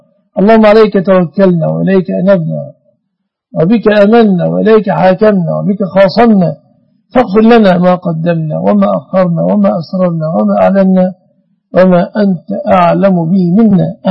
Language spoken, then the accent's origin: Arabic; Egypt; اللهم احفظ بلادنا مصر آمنة مطمئنة وسائر بلاد المسلمين.